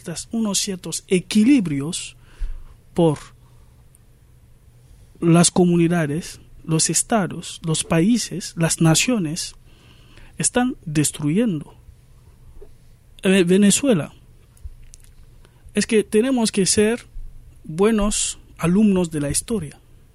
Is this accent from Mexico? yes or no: no; Guinea; En mi país, en 2010, hemos vivido el mismo, Guinea-Conakry.